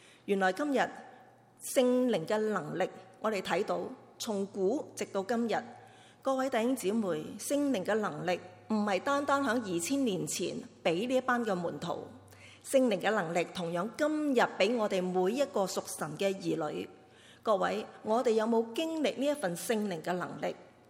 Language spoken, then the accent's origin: Chinese; China; 我们中国人呢，个字真的写得好